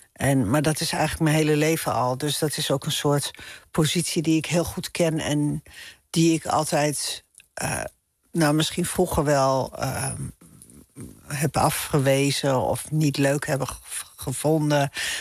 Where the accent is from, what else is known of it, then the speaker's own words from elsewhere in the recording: Amsterdam, North Holland, Netherlands; ik vind het wel moeilijk voor te stellen dat ik weer terug ga naar de stad Amsterdam, waar ik vandaan kom. Ik kan me wel voorstellen dat ik uiteindelijk ook weer een iets bebouwdere omgeving zoek dan dat hele kleine dorpje waar ik nu ben.